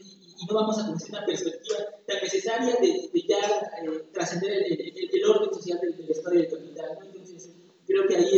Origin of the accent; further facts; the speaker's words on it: Huajuapan, Oaxaca, Mexico; vengo de la ciudad de Huacuapan.